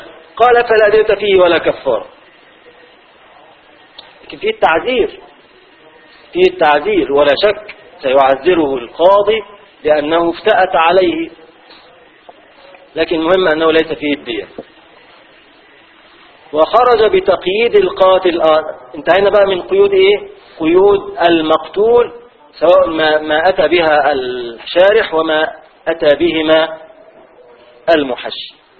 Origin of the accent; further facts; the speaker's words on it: Egypt; دي بتاعتنا احنا مصرية